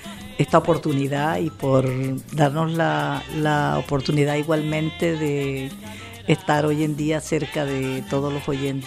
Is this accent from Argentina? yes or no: no; Barranquilla, Atlántico, Colombia; also born or lived in Santa Lucía; now in Spain; Un pueblo del departamento del Atlántico que se llama Santa Lucía. Bueno, nací ahí, pero toda mi vida he vivido en Barranquilla.